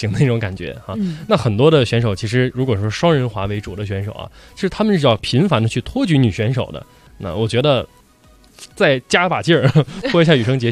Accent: Inner Mongolia, China; 从小呢喜欢滑冰，就是我的家乡内蒙古每年要上冰课。啊，然后先从那儿学会的滑冰

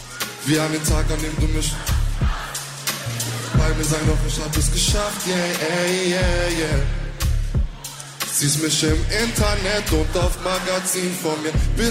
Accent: Aachen, North Rhine-Westphalia, Germany; Vielleicht wisst ihr, ich bin auch aus Aachen, ja, nein, ja.

